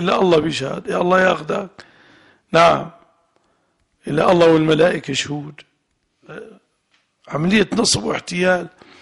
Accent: Levant, Syria; المرأة الحرة اللي احنا عندنا في الشام

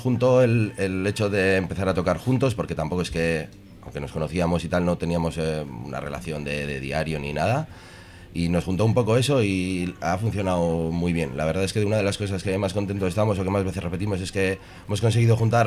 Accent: Santurtzi, Basque Country, Spain; Sí, sí, somos los cuatro de Santurchi.

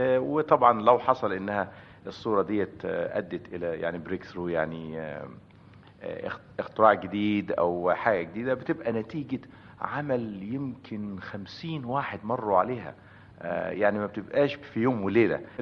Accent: Desouq, Beheira, Egypt; moved away as an adult; also born or lived in Damanhur / Alexandria; now in United States; أنا الحقيقة اتولدت في دمنهور، … كبيرة موجودة في دمنهور، بس أنا خلصت الثانوية ووالدي ووالدتي وإخواتي عايشين في دسوق، وبعدين بعد كده طلعت على اسكندرية، رحت جامعة اسكندرية، وبعدين من هناك على أمريكا.

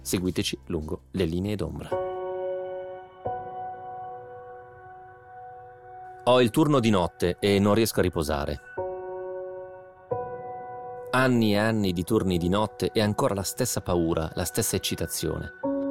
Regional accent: Piedmont, Italy; Io sono piemontese, devo chiedere scusa a tutti i veneti per l'accento che ho usato

